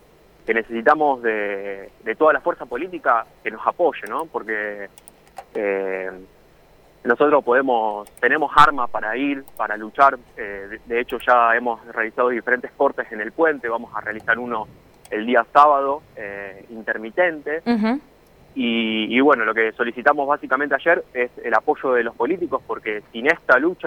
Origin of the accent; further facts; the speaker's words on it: Rosario, Santa Fe, Argentina; de la situación que estamos padeciendo como rosarinos y como argentinos, porque el humedal nos identifica a todos, ¿no?, como argentinos